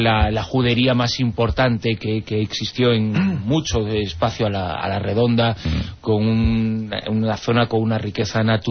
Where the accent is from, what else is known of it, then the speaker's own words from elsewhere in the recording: Ribadavia, Galicia, Spain; Exactamente, ¿no? Estuve en Orense, en Rivadavia.